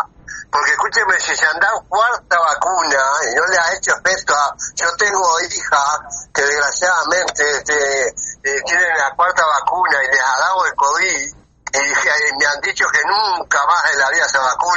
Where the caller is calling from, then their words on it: Minas, Lavalleja, Uruguay; de Minas, La Valleja.